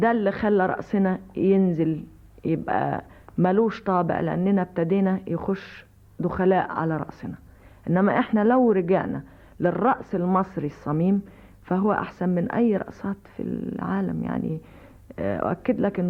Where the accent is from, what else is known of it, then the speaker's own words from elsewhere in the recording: Egypt; فدي حاجة فينا في دمنا يعني كمصريين